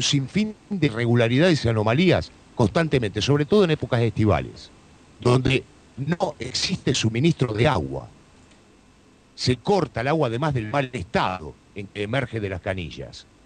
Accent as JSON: {"language": "Spanish", "region": "Buenos Aires", "country": "Argentina", "tie": "born there", "moved": "yes", "lives_now": "Partido de la Costa, Argentina", "said": "Mirá, no somos nosotros oriundos del Partido de la Costa. Uh-huh. Somos nacidos en la ciudad de Buenos Aires, todos los que integramos la radio."}